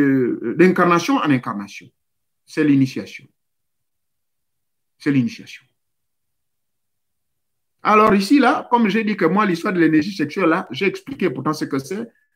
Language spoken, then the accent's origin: French; Gabon; Chez nous, au Gabon, là-bas, toi tu vas voir ça oublier.